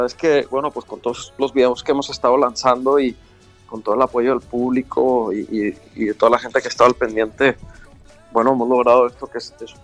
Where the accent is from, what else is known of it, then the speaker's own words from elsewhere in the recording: Monterrey, Nuevo León, Mexico; con el toque de donde soy yo, que es Monterrey.